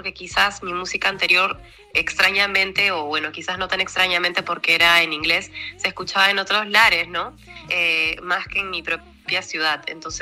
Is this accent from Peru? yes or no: yes; Peru; acá en el centro de mi país, en Huancayo, que se llama Perú Central